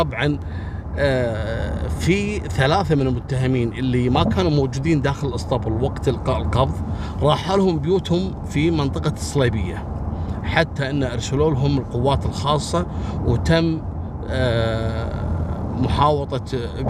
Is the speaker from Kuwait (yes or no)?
yes; Kuwait; أصحاب هواية المشي يروحوا له أماكن معروفة عندنا في الكويت